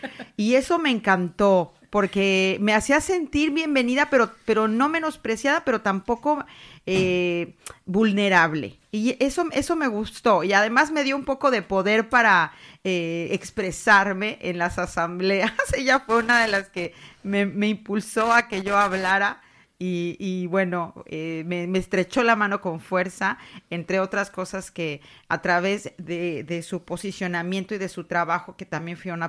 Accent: Mexico; now in Zaragoza, Spain; cuando yo llegaba aquí a esta tierra, a Zaragoza, y para mí todo era nuevo, todo era diferente a mi cultura de origen, yo soy mexicana

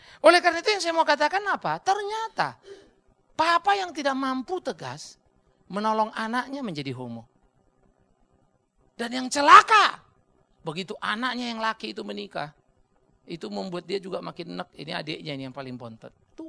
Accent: Sumatra, Indonesia; Saya orang dari Sumatera, saudara.

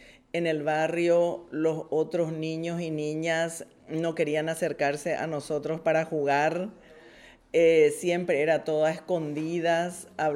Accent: Asunción, Paraguay; vengo de Paraguay, soy de Asunción, soy educadora

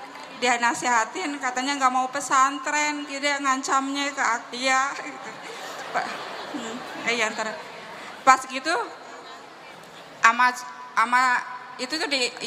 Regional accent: Kuningan, West Java, Indonesia; kan saya orang Kuningan ya yang dekat

